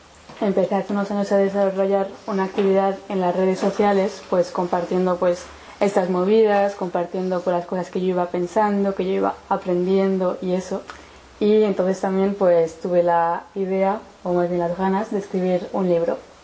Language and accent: Spanish; San Sebastián, Basque Country, Spain; now in Paris, France; Yo soy de Donosti, pero llevo viviendo 5 años en París